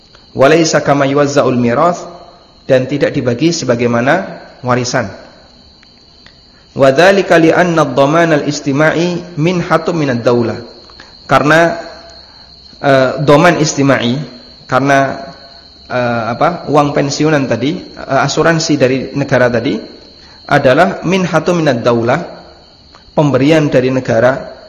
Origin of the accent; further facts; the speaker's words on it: Lamongan, East Java, Indonesia; Saya tidak menjumpainya di daerah Lamongan, ya, tempat asal saya. Makanya di sana ketika takziah itu tidak disediakan kotak infak atau kotak amplop. Tidak seperti di sini, kalau di sini kan disediakan kotak seperti itu.